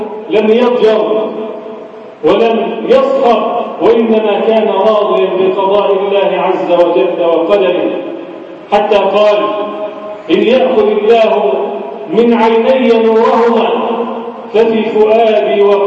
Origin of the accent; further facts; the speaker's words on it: Egypt; اجعل بلدنا مصر أمنا أمانا، سخاء رخاء وسائر بلاد المسلمين.